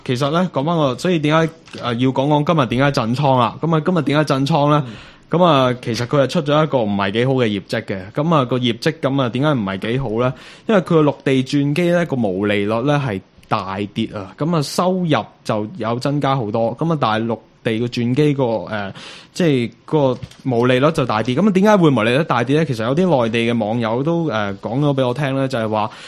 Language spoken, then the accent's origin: Cantonese; China; 我哋中国人有句说话就叫做舌头赚尾啊嘛